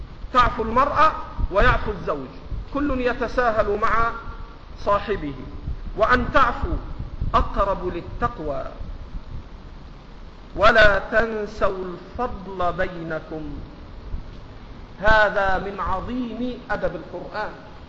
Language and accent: Arabic; Egypt; accent: Egyptian; ما تاخذه المراه في لهجتنا المصريه اللي احنا بنسميها الشبكه،